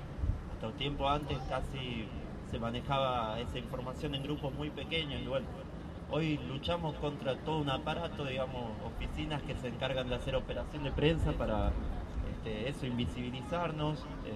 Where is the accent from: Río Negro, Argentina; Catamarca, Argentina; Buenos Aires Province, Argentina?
Catamarca, Argentina; San Fernando del Valle de Catamarca; de San Fernando del Valle de Catamarca.